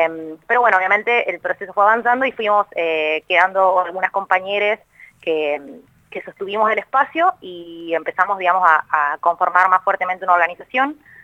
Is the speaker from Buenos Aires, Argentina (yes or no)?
yes; Buenos Aires, Argentina; soy de Capital, milito en la Asamblea hace un poco más de un año